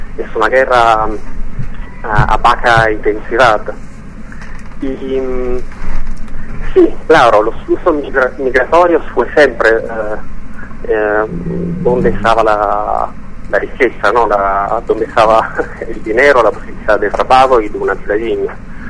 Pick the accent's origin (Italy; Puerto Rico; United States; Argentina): Italy; Spanish is a second language; yo como militante en general y también como italiano tengo vergüenza de lo que está haciendo mi Estado.